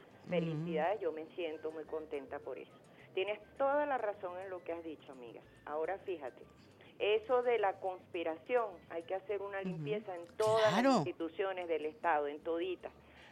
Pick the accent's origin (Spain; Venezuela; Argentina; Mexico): Venezuela; como venezolana, que viva Venezuela, me siento orgullosísima de mi país